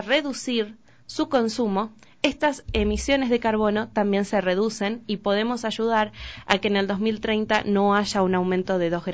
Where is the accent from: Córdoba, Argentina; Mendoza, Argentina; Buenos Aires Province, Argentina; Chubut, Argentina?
Buenos Aires Province, Argentina; Pergamino; yo soy de Pergamino, y viajaba a Rosario, Pergamino Rosario